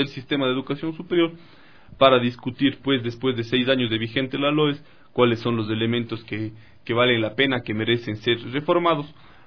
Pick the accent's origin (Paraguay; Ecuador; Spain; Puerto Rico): Ecuador; todos estos atributos que nos enorgullecen como ecuatorianos y ecuatorianas